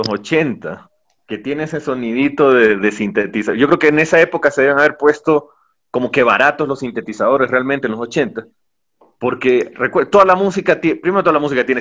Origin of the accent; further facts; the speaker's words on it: Riobamba, Chimborazo, Ecuador; como yo viví en Riobamba, crecí en Riobamba realmente